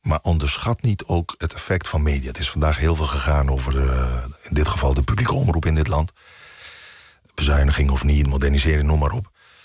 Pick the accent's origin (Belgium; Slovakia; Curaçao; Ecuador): Curaçao; now in Netherlands; Want ik kom uit Curaçao, ben met Amerikaanse media opgegroeid.